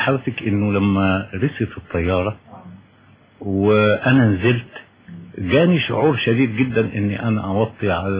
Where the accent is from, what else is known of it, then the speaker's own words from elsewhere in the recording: Qena, Qena Governorate, Egypt; انا ولدت ونشأت في قنا، بس انا مش قروي يعني، والدي من قرية في تابع مركز دشنا يعني، لكن انا تربيت في قنا مدينة